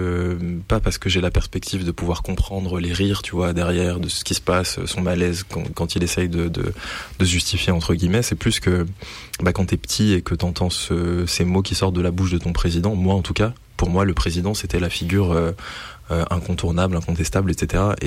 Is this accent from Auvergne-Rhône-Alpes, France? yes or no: yes; Charvieu-Chavagneux, Auvergne-Rhône-Alpes, France; C'est là où j'ai grandi.